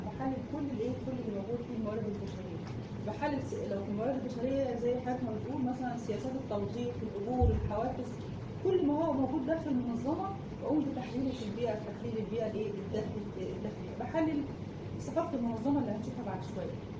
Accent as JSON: {"language": "Arabic", "country": "Egypt", "said": "فاحنا مثلا عندنا في مصر معظم الادويه"}